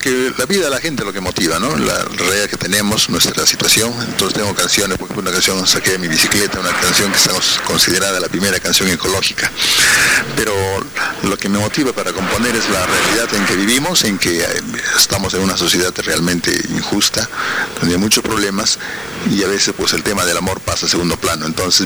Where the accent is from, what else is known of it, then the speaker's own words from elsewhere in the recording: Huaraz, Ancash, Peru; Yo soy huaracino, quiero mi tierra